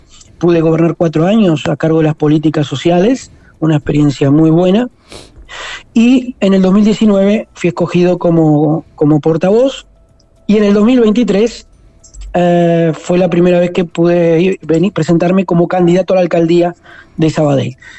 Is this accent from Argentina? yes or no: no; Uruguay; now in Spain; Yo ya no me siento un inmigrante. ¿Por qué? Porque hace 20 años que vivo en este país. Y Uruguay siempre será mi tierra. Pero el país donde vivo, donde están mis hijos, donde estarán mis nietos, se llama Cataluña.